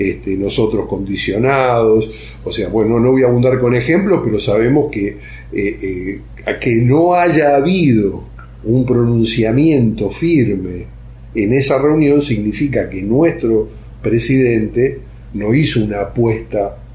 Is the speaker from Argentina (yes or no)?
yes; Argentina; Y nosotros como argentinos tenemos como aliados a Rusia